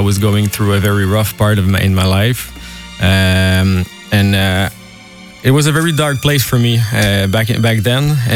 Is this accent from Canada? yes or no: yes; Montreal, Quebec, Canada; Yeah, I came all the way from Montreal. I arrived yesterday